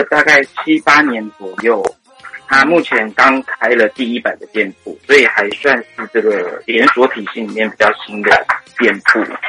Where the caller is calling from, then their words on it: Yokohama, Kanagawa, Japan; 你好，我是横滨的